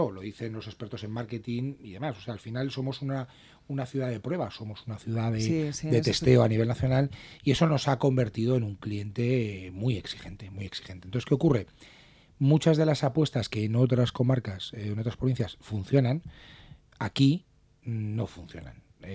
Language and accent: Spanish; Madrid, Community of Madrid, Spain; De Madrid.